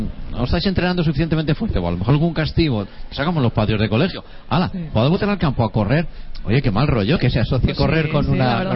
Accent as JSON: {"language": "Spanish", "town": "Gandia", "region": "Valencian Community", "country": "Spain", "said": "La 10K de mi pueblo, en Gandía, de mi ciudad."}